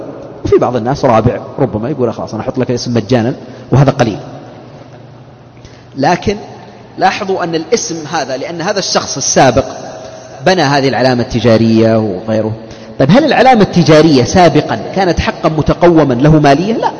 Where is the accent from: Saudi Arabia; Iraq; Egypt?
Saudi Arabia; لأن الطاقة الشمسية عندنا في السعودية هنا لم تنتشر انتشارا كبيرا